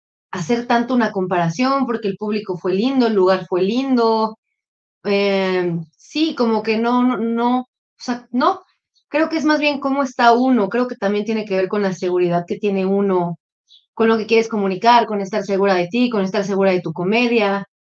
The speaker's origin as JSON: {"language": "Spanish", "region": "Puebla", "country": "Mexico", "said": "decía cosas de Puebla, que es de donde yo soy."}